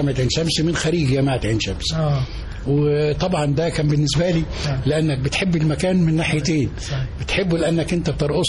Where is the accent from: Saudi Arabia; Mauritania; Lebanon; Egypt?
Egypt; Dakahlia; انا راجل من الريف، قرية جنب المنصورة، دخلت منية سندوب، دخلت المدرسة الأولية ثم الابتدائية ثم الثانوية ثم الجامعة.